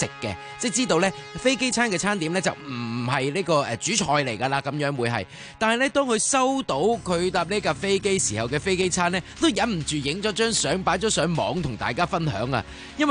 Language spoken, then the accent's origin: Cantonese; Hong Kong; 佢哋了解得更加多我哋香港人嘅特色，可能佢会揾翻噶。